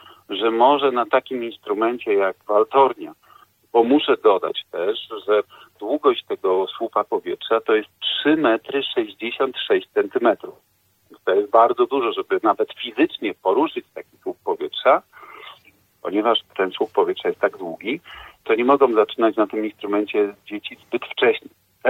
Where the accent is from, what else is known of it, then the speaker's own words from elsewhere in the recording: Łódź, Łódź Voivodeship, Poland; born there; Ja urodziłem się w Łodzi